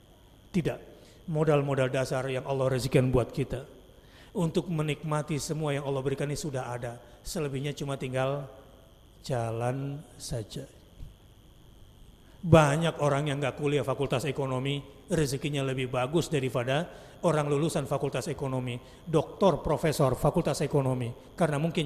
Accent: Jakarta, Indonesia; Saya orang Jakarta

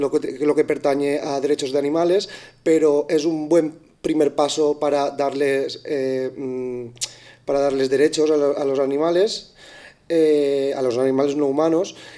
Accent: Benissa, Valencian Community, Spain; yo soy de Benissa

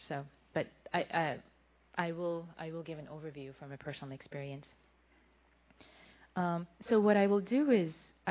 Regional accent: Iran; now in United States; I also was born in Iran to a Muslim family. I was raised in Iran. And then I've lived in the U.S. for 20-some years, so I wasn't really raised in the Buddhist cultural context.

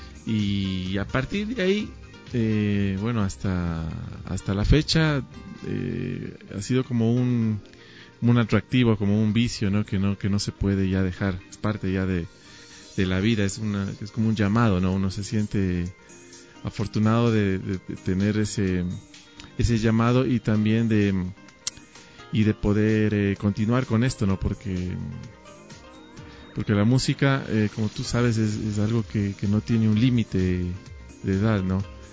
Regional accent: Ibarra, Imbabura, Ecuador; yo vengo de la ciudad de Ibarra, estuve por allá viviendo lo que es escuela, colegio.

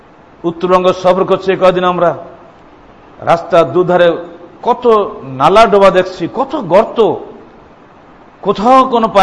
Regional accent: Bangladesh; যুগ যুগ ধরে আমরা আবহমান কাল ধরে আমরা বাঙালি

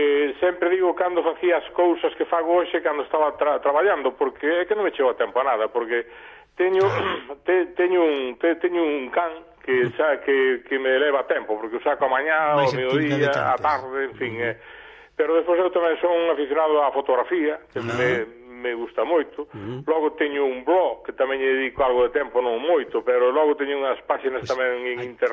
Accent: Galicia, Spain; O que se fala na calle, o que se fala na terra xa, que eu son da terra xa

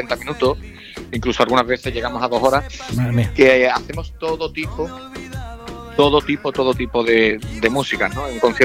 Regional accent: Andalusia, Spain; de andaluz y ejerzo de andaluz, ¿no? Y esté en Madrid, esté en Barcelona, en París, en Nueva York o en Londres, donde haya ido siempre he ejercido como andaluz y orgulloso, ¿no?, de mi tierra.

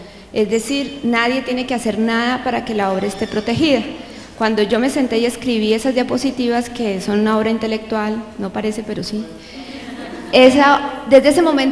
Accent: Colombia; Yo soy abogada colombiana

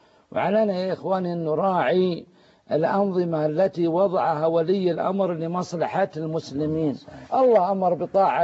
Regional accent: Saudi Arabia; نشتكي أن الناس ما يحجوا عندنا في السعودية

